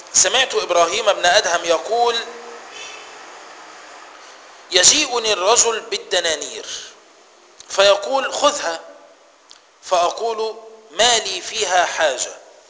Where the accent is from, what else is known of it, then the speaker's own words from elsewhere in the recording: Egypt; خلي بالك ده الكلام ده هنا عندنا في مصر